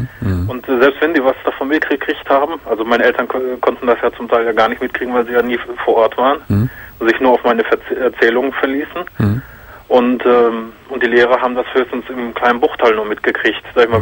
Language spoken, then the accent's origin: German; Hagen, North Rhine-Westphalia, Germany; Bei mir ist das zum Beispiel so, ich komme ja aus Hagen.